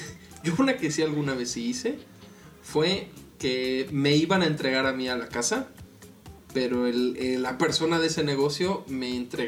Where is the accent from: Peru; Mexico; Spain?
Mexico; Nuevo León; Y soy el único regio del equipo.